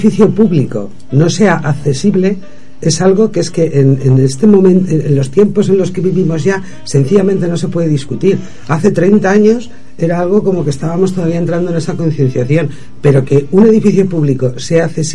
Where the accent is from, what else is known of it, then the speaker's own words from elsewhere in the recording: Castile and León, Spain; Claro, yo soy de la Rondilla. Barrio, que estamos claro, pegados sí. al barrio España.